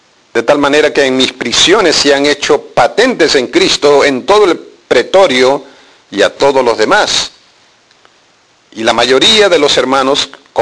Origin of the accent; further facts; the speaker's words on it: Peru; En mi país, en los años 80, hubo dos movimientos terroristas, Sendero Luminoso y MR, Movimiento Revolucionario Túpac Amaru.